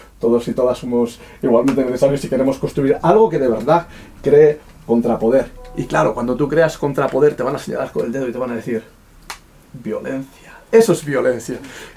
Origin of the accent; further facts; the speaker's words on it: Basque Country, Spain; yo seguramente estaré de acuerdo porque soy vasco